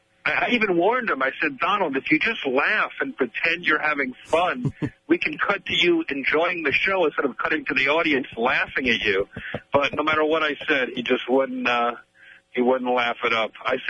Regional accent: New York City, New York, United States; Well, I'm a New Yorker, so he's like an icon for us.

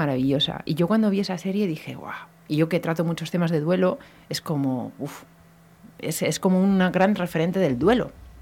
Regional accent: Bilbao, Basque Country, Spain; Vale, somos de Bilbao.

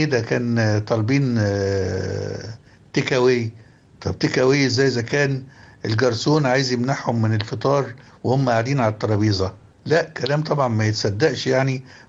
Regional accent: Egypt; النبل ده والجمال والتسامح والمحبة اللي في العلاقة بينا كمصريين

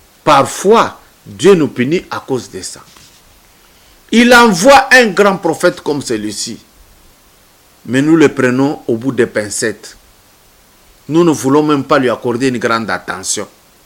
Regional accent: Lubumbashi, Haut-Katanga, DR Congo; now in Kinshasa, DR Congo; Si je rentre chez moi à Lubumbashi là-bas, si je vais au Kasaï, vous allez vite dire, oh non, voilà.

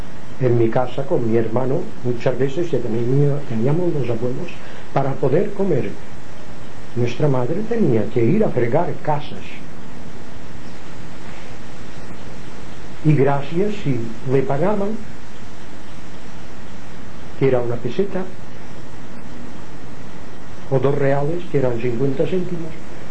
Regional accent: Palma, Balearic Islands, Spain; also born or lived in Inca; porque yo nací en Inca, pero siempre he vivido en Palma

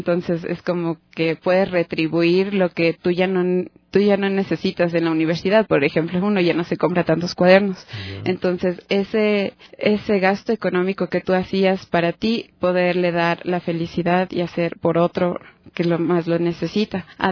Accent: Quito, Pichincha, Ecuador; Siendo quiteña, no podría creer que la población se había extendido tanto

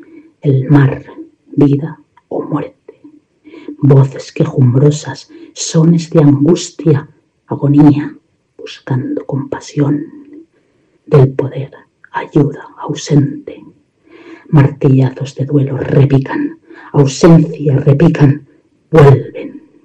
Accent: Indianilla, Castilla-La Mancha, Spain; born there; now in Buñol, Spain; Nací en Indianilla, Cuenca, pero vivo en Buñol, en Valencia, en España.

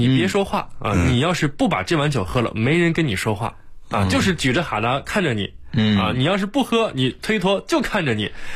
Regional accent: Inner Mongolia, China; now in Beijing, China; 我呢是家乡是内蒙古的，我在内蒙的家乡里经常能看到人们喝的是草原白。

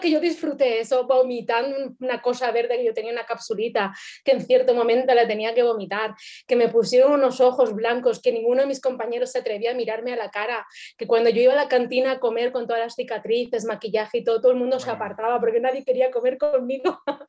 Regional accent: Chihuahua, Mexico; pero yo soy de Chihuahua, que allí que nací.

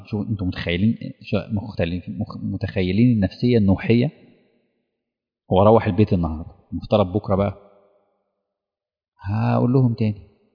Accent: Egypt; بتشوفوا الحاجات دي موجودة في عندنا في مصر

